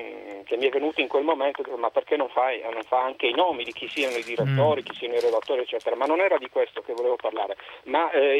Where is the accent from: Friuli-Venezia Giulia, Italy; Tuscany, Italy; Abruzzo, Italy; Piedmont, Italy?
Friuli-Venezia Giulia, Italy; Trieste; Io che sono di Trieste